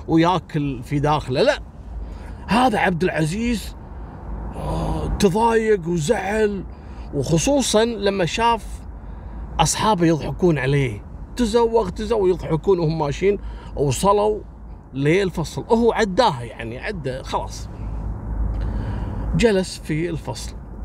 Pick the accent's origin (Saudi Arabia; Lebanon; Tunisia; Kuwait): Kuwait; اللي عندنا في الكويت